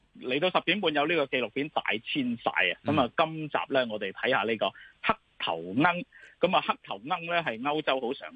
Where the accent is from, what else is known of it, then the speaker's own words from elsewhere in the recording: China; 我哋中國人咧好重視禮節啊！